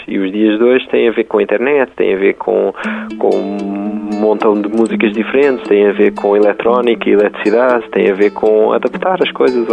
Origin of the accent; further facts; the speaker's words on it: Portugal; Se nós vamos a um sítio e somos de Portugal